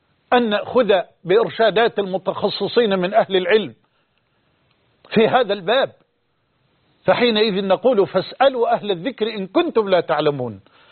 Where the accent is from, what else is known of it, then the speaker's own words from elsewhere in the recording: Egypt; أن يحفظ بلدنا مصر من هذا الوباء